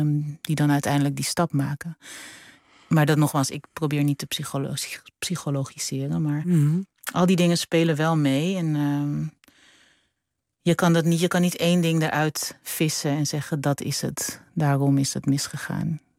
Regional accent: Suriname; born there; mijn loyaliteit aan mijn familie en aan mijn geboorteland

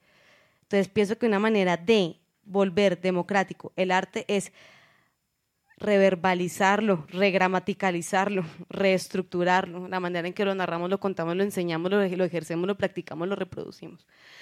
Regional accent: Colombia; yo como colombiana eligiendo un baile del colonizador español, también fue una cosa... Yo vengo de una familia muy mamerta, muy izquierda

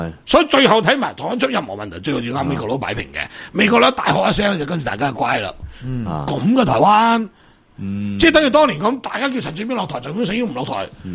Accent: Guangdong, China; 第一个上海人，第二个福建人，第三个我哋广东人。

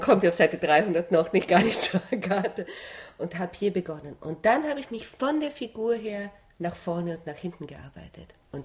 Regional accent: Vienna, Austria; ich bin Wienerin

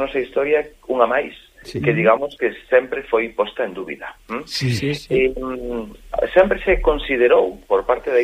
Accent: Galicia, Spain; o que nos atañe a nós como galegos

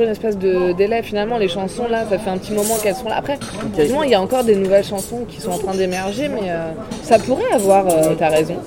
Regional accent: Paris, Île-de-France, France; born there; Voilà, je suis née à Paris

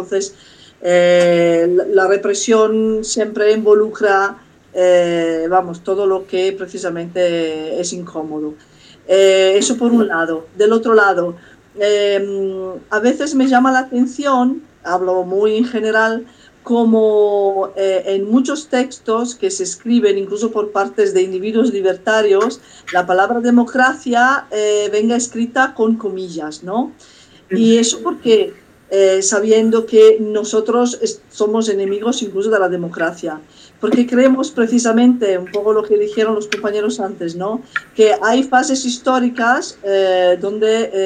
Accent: Italy; Spanish is a second language; sobre todo en territorio italiano, yo soy italiana precisamente

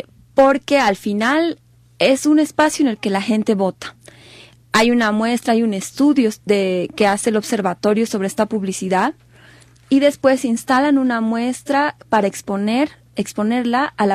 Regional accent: Bolivia; Yo estoy visitando Ecuador porque soy boliviana

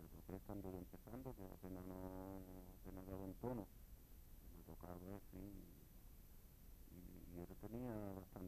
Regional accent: Jerez de la Frontera, Andalusia, Spain; Yo creo que yo soy de Jerez. Yo me. Esto de nacer en el barrio La Plata y bautizado en Santiago y criado en San Telmo

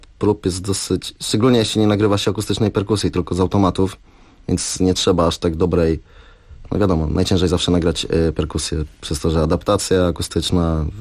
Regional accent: Olsztyn, Warmian-Masurian Voivodeship, Poland; now in Poznań, Poland; ja mieszkam w Poznaniu na co dzień i Bartek tak samo. Bartek pochodzi z Gorzowa, ja pochodzę z Olsztyna.

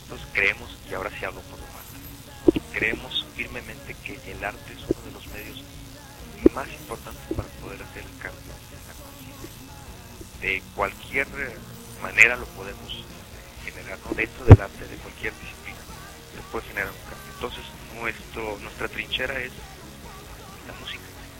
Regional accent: Ciudad Juárez, Chihuahua, Mexico; lo que nosotros estamos viviendo en Ciudad Juárez. Somos de Ciudad Juárez, porque somos de México

